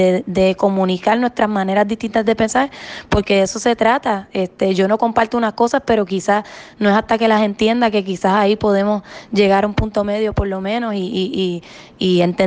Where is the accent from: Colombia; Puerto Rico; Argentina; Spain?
Puerto Rico; nuestro lado humano, nuestro lado cálido como puertorriqueño, nos ha movido a reaccionar en momentos de dificultad